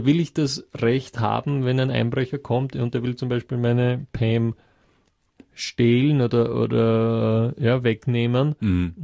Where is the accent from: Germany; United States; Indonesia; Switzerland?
United States; Texas; Das ist bei uns halt in Amerika, wo wir so weit auseinander wohnen manchmal. Gerade bei uns in Texas ist das wirklich ein Thema.